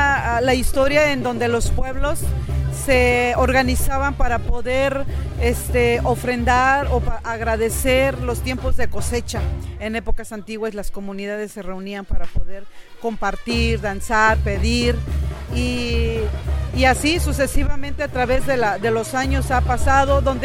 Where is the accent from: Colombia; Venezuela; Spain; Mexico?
Mexico; Oaxaca; para poder mantener ahora sí que nuestra identidad como oaxaqueños a través ahora sí de los años migratorios que llevamos.